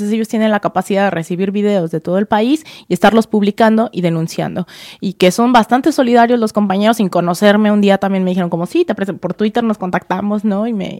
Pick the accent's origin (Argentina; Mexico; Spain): Mexico; como mexicana, todo el tiempo también trato de apuntar hacia a dónde podemos ir como sociedad mexicana